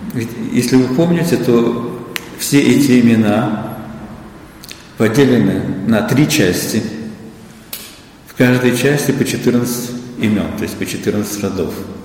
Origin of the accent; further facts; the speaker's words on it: Moscow, Russia; Но я рос в Москве, и, собственно, это было советское время.